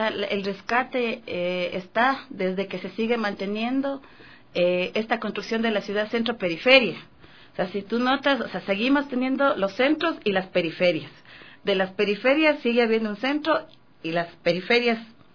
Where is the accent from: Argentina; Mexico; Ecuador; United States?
Ecuador; Imbabura; born there; Yo nací en Imbabura, y mi mamá trabajaba aquí